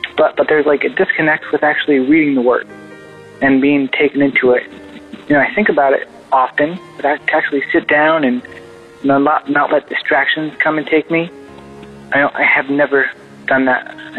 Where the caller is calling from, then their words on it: New York, United States; I'm calling from New York.